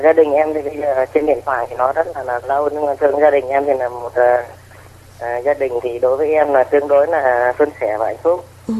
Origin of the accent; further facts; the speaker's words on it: Ninh Binh, Vietnam; now in Binh Duong, Vietnam; quê gốc em ở Ninh Bình nhưng mà em vào trong này lâu rồi, hiện nay em đang ngủ ở cư trú ở Bình Dương.